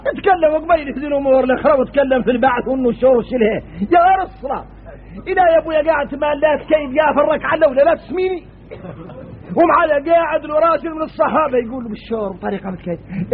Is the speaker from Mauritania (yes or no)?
yes; Mauritania; احنا موريتاني بينا شدة تجهل الواحد منا